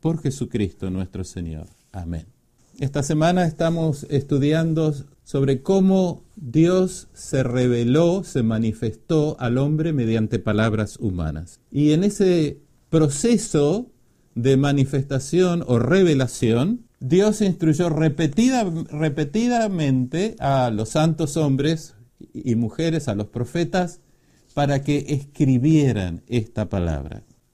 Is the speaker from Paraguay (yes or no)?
no; Uruguay; soy oriundo de la República Oriental del Uruguay.